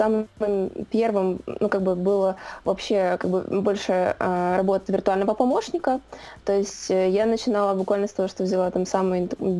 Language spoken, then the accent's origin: Russian; Odesa, Odesa Oblast, Ukraine; now in Kyiv, Ukraine; Да, я проживаю в Киеве на данный момент. Сама я родом с Одессы.